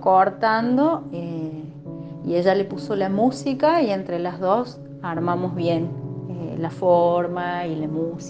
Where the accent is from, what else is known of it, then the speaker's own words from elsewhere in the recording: Unquillo, Córdoba, Argentina; soy oriunda de Unquillo, Córdoba